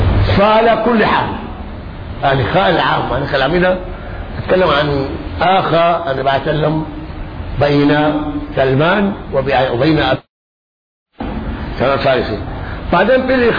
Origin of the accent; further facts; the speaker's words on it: Egypt; يعني احنا هنا كمصريين ناكل كثرتنا ونشرب شربانه